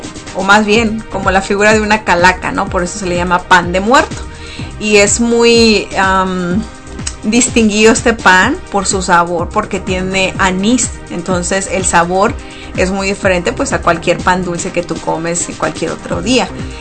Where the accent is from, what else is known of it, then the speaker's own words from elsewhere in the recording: Mexico; now in United States; De lo que realmente pues celebramos nosotros como mexicanos, ¿no? Entonces, pues esta celebración pues ha crecido, ha traspasado generaciones, inclusive acá en Estados Unidos